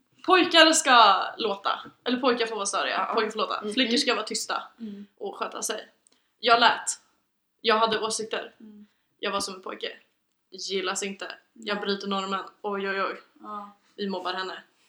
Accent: Arvika, Värmland, Sweden; Skitsamma, jag kommer från Arvika.

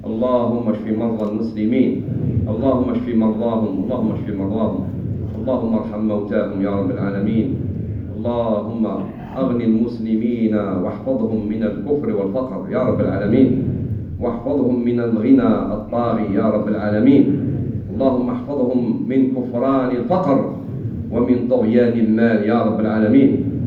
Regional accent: Algeria; والحمد لله في بلدنا الجزائر تبرعات قوية على مستوى الدولة ومستوى الشعب

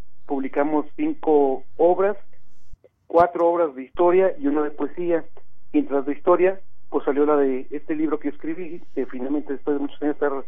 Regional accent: Fresnillo, Zacatecas, Mexico; que yo soy originario especialmente del municipio de Fresnillo, de la ciudad de Fresnillo. Esa es mi tierra y crecí y conocí muchos lugares.

